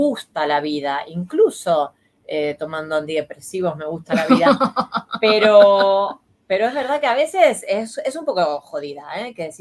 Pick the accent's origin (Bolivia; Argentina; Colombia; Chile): Argentina; now in Spain; En mi país era mermelada, no era nocilla. Creo que no sabíamos lo que era la nocilla, evidentemente